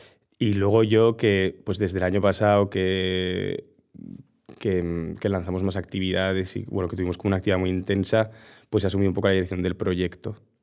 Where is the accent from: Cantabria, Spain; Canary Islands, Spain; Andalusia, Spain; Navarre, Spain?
Navarre, Spain; de repente como redescubrir también mi tierra, pues yo qué sé. Viajé mucho por Navarra